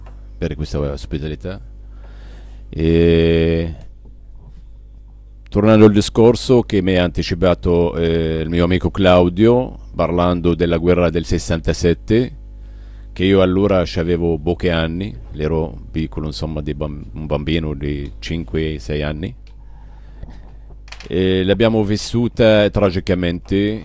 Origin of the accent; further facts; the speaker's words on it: Palestine; per fortuna io vivo ancora nella mia Palestina e nella mia terra palestinese.